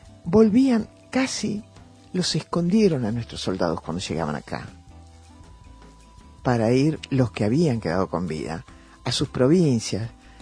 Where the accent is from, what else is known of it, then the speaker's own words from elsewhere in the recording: Argentina; Yo sentí un gran orgullo como argentina de escuchar ese mensaje